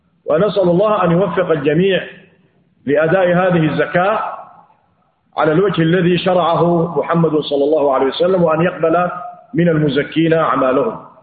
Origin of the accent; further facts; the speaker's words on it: Sudan; بالمعيار الذي يتعارف عليه أهل بلادنا السودان